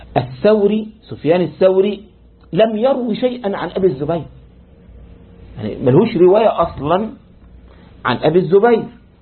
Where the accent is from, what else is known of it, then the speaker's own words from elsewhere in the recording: Egypt; يعني عندنا في مصر لما واحد مثلا يغلط